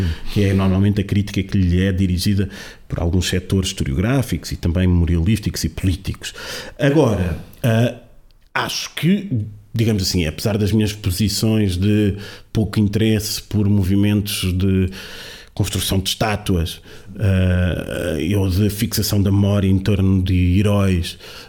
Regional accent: Lisbon, Portugal; como bom lisboeta

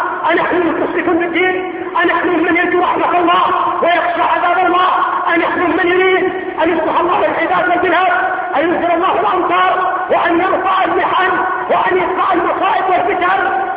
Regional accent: Yemen; بالنسبة عندنا في اليمن القاف ضيع المسلمين،

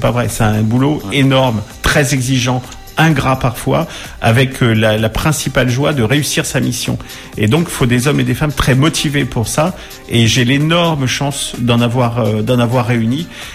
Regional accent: Orléans, Centre-Val de Loire, France; Je suis natif d'Orléans, donc je ressens cette ville profondément et je l'aime

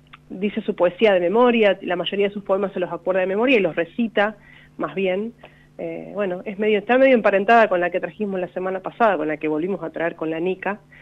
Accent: Quemú Quemú, La Pampa, Argentina; Bueno, soy yo de Quemuquemú, ¿viste?

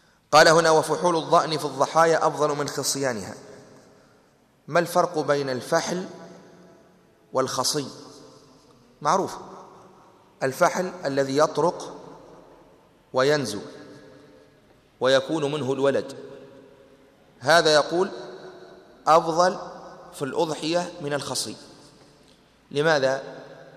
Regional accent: Tunisia; نحن المعتاد عندنا في تونس

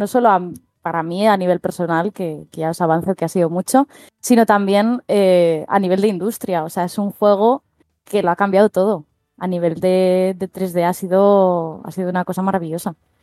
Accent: Asturias, Spain; somos dos asturianos contra el resto del universo.

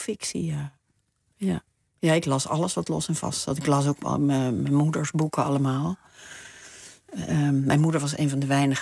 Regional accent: Gelderland, Netherlands; Op de Veluwe. In een bos.

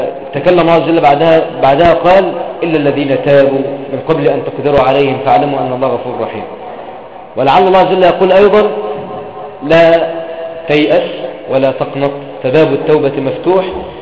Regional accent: Egypt; اللهم احفظ بلدنا مصر يا رب العالمين

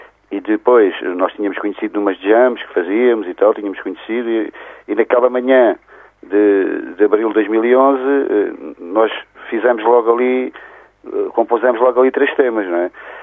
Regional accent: Setúbal, Portugal; now in Évora, Portugal; Eu sou de Setúbal, moro aqui em Évora, já há uns anos

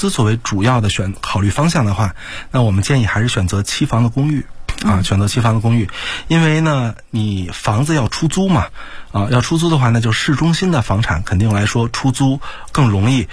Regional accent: China; 我们中国人去马来西亚是很方便的

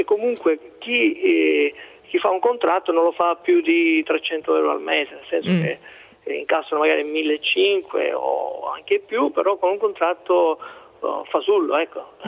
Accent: Sicily, Italy; now in Brescia, Italy; Io sono siciliano, però è da 20 anni che abito Brescia.

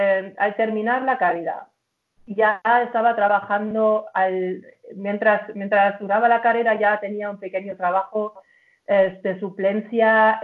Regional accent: Germany; Spanish is a second language; moved away as an adult; now in Spain; Y soy alemana, afincada aquí desde 2001. Y antes estudié diseño en Nuremberg, diseño gráfico, me especialicé en ilustración. Luego trabajé en una revista femenina en Hamburgo

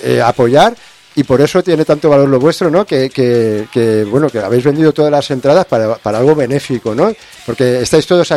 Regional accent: Cornellà de Llobregat, Catalonia, Spain; Yo soy de Cornellá.

